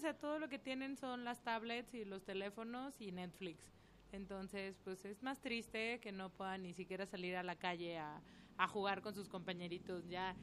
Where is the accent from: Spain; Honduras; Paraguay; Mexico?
Mexico; Chiapas; also born or lived in Tepic; Nací en Tepic, pero me crié en Chiapas, entonces sí.